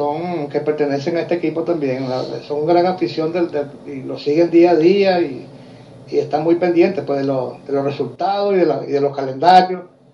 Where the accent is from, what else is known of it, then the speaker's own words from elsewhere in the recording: Venezuela; now in Chile; Desde la región de la Patagonia chilena y cuando en realidad pues soy venezolano, pero las circunstancias me han llevado a estar por acá